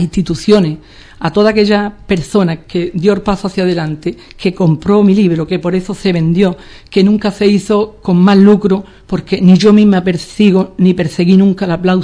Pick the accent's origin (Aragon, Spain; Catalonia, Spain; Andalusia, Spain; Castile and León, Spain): Andalusia, Spain; Ubrique; Yo insisto en ese querer que yo siento hacia mi pueblo